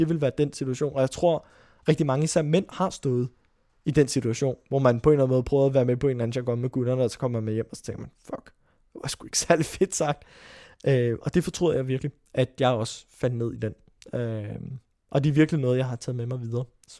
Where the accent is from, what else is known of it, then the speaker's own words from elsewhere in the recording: Frederiksberg, Capital Region, Denmark; Jeg voksede op i Frederiksberg med min familie og masser af skoleskift.